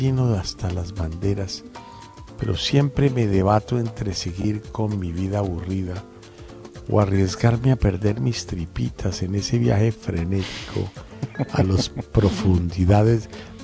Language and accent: Spanish; Medellín, Antioquia, Colombia; Soy una persona de gustos muy extremos y diversos, soy de Medellín.